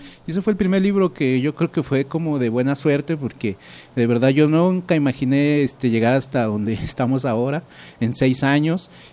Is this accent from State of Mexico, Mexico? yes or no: yes; Ecatepec, State of Mexico, Mexico; yo soy del Estado de México, Ecatepec